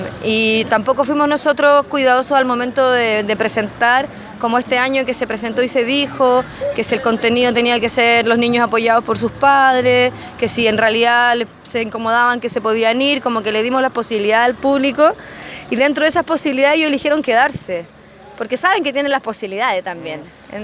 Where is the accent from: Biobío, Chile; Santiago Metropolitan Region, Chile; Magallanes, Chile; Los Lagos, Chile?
Santiago Metropolitan Region, Chile; Santiago; nosotros los que somos de Santiago, teníamos siempre la barrera de que es Melipilla, que no somos de Melipilla